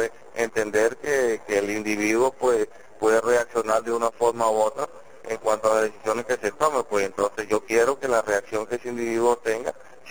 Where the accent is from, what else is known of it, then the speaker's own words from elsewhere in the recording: Venezuela; No, somos venezolanos